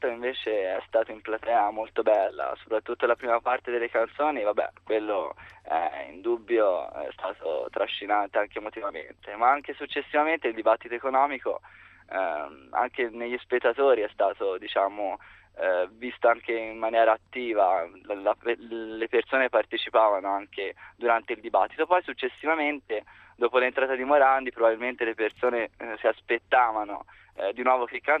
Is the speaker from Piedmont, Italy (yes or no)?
no; Pisa, Tuscany, Italy; No, sono di Pisa, quindi sono andato apposta.